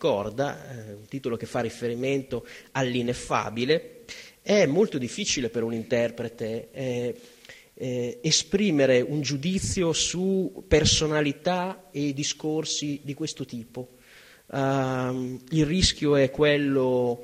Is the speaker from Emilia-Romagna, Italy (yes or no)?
yes; Reggio Emilia, Emilia-Romagna, Italy; Io vengo da Reggio Emilia e mi sono sorpreso dei molteplici collegamenti con la mia città